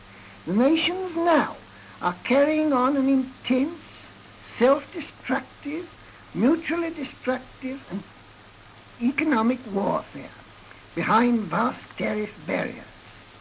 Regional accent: England, United Kingdom; It is just because I have this intense pride in being English that I will not consent to see the English mind and English life cooped up within the narrow bounds of nationalism.

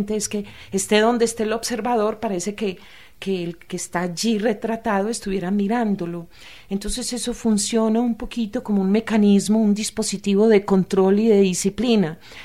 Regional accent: Antioquia, Colombia; yo sí reconozco que soy antioqueña

